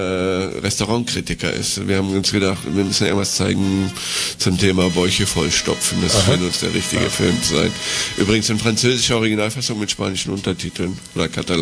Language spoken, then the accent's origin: German; Hamburg, Germany; Ich bin aus Hamburg.